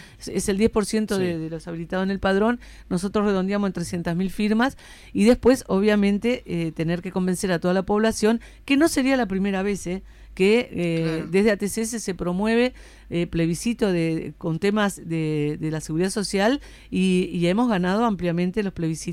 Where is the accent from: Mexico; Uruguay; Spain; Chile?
Uruguay; acá, como uruguayos, tenemos que cuestionar el modelo económico